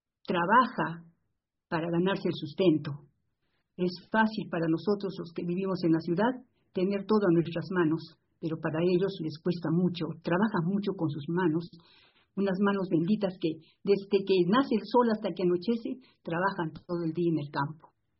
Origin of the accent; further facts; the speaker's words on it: Arequipa, Peru; Es el monumento histórico más atractivo y que guarda una identificación con mi ciudad.